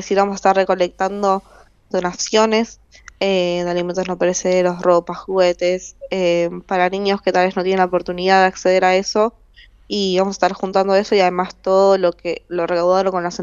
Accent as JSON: {"language": "Spanish", "country": "Argentina", "said": "yo siendo una artista argentina"}